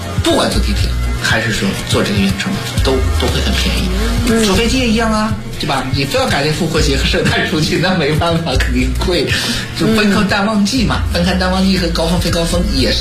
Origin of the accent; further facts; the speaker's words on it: China; now in London, United Kingdom; 在我们中国人不是很愿意去的那种地方